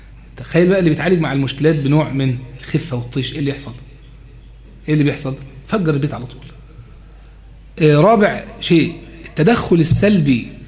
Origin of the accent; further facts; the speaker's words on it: Egypt; زي ما بتنادي بيه بعض الحركات النسوية هنا عندنا في مصر